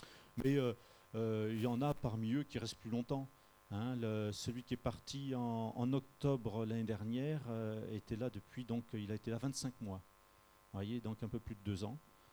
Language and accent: French; Montferrat, Provence-Alpes-Côte d'Azur, France; donc on vient du Var, donc un petit village qui s'appelle Montferrat. On est dans les collines.